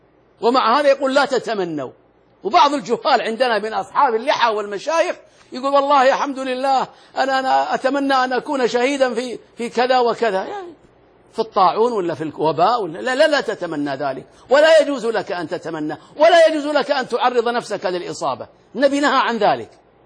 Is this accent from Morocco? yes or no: no; Al-Ahsa, Eastern Province, Saudi Arabia; يمرون عندنا في الأحساء، رأيتهم وأنا صغير يمرون مشاة أبدا إلى مكة